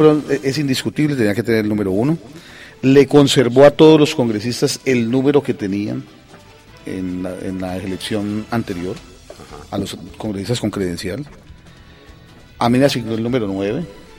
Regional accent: Pradera, Valle del Cauca, Colombia; Pradera Valle, Pradera en la Valle. Infancia, donde todo el mundo me saluda, nos abrazamos

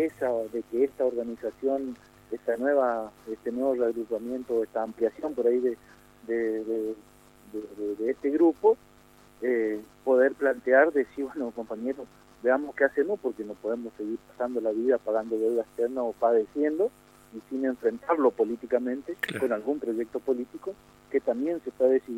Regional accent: Quitilipi, Chaco, Argentina; sabido es que nosotros somos de Chaco, estamos en una localidad que se llama Quitilipe

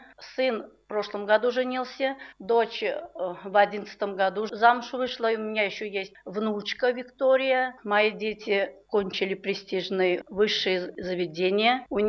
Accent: Saratov Oblast, Russia; born there; Родилась в Саратовской области, в семье хороших людей.

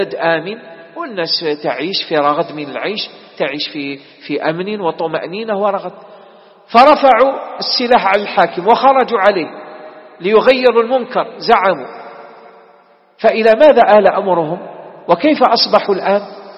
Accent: Algeria; انتبهوا يا إخوان، بلدنا الجزائر مستهدفة

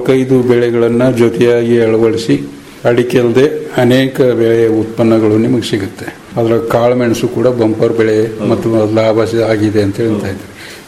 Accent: Karnataka, India; ಈಗ ನಾವು ಕನ್ನಡಿಗರು, ನಮ್ಮ ಜಿಲ್ಲೆಯವರು ಬೆಳಿತಕ್ಕಂಥ ಶುಂಠಿಗೂ

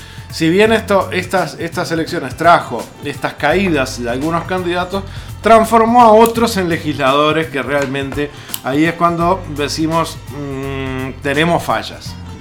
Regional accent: Uruguay; nosotros tenemos que sentirnos orgullosos como uruguayos

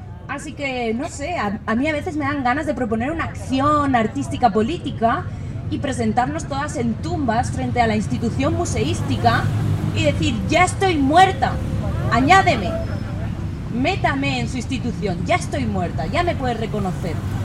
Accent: Basque Country, Spain; yo vengo del País Vasco, de España, me da igual en qué feria de arte me ponga, que siempre es lo mismo.

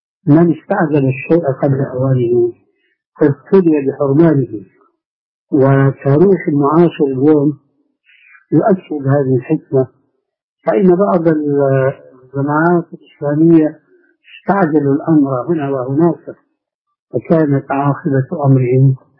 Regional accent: Syria; أنا أذكر من تاريخ حياتي هناك في سوريا

